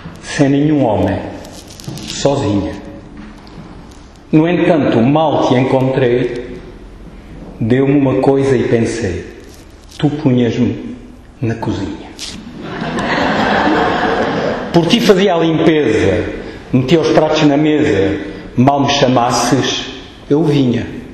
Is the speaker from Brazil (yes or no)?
no; Alentejo, Portugal; a Páscoa é um tempo muito importante para os alentejanos. Na minha terra a gente festeja com muita força, vigor e muito vinho.